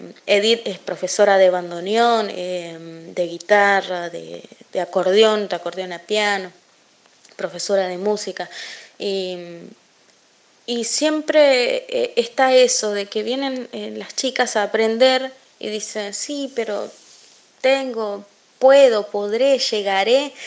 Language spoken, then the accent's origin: Spanish; Corrientes, Argentina; also born or lived in Buenos Aires; yo soy de aquí de Buenos Aires, nací acá en Buenos Aires, pero me crié en Corrientes, allá en. Estuve un tiempo viviendo con mis abuelos. Sé lo que es la vida de campo realmente